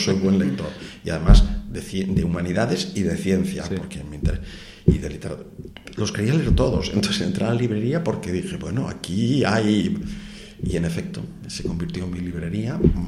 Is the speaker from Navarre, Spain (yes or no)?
no; Cantabria, Spain; now in Gijón, Spain; Yo vengo de Cantabria, aunque vivo en Gijón por elección propia, ¿eh?